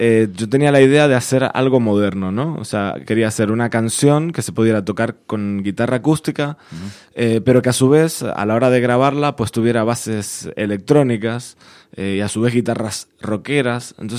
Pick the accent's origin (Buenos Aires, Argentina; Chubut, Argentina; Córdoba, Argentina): Buenos Aires, Argentina; accent: Argentine; now in Spain; Sí, sí, soy de Buenos Aires, Argentina. Digamos, lo del nombre artístico nace un poco a partir de venirnos aquí, uh-huh, a vivir a España, allá por el 2007.